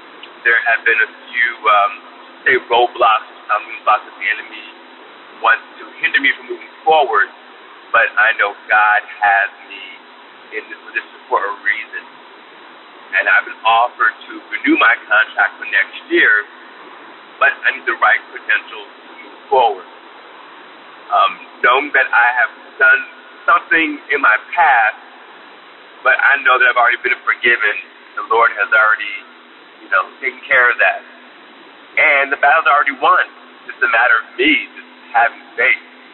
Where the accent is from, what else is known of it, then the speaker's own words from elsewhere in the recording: New Jersey, United States; I'm from New Jersey. I'm a long-time listener.